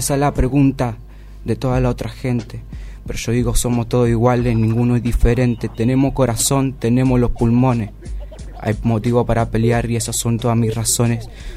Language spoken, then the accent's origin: Spanish; Argentina; Estamos con diversidad, representando a todo el pueblo sanpedrino, que en esto vos sabés que somos argentinos.